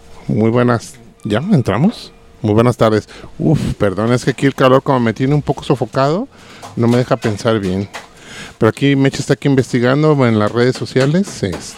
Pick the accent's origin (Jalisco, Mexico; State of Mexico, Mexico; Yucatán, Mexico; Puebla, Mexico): Jalisco, Mexico; Guadalajara; Entonces, como tapatío, dije.